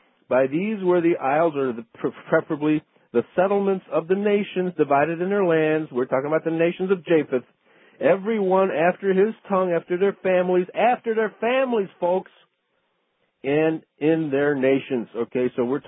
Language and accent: English; Chicago, Illinois, United States; accent: Chicago; And my Chicago accent, of course, there's no such thing as a Chicago accent.